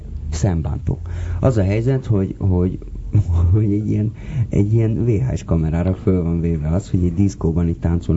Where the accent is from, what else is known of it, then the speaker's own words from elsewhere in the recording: Budapest, Hungary; Egy peremkerületben nőttem föl